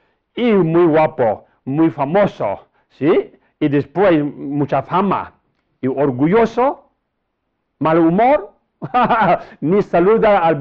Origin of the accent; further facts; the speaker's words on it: Tibet, China; Spanish is a second language; now in Spain; Pero yo soy de Oriente, ¿sabes? De lejos de aquí, Tíbet, techo del mundo, Tíbet.